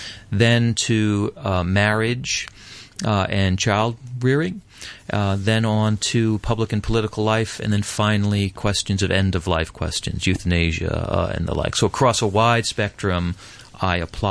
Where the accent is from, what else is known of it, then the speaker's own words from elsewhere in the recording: Massachusetts, United States; And there's a case in my home state, in the state of Massachusetts, of a young man who he's 14-year-old, who horribly murdered his teacher.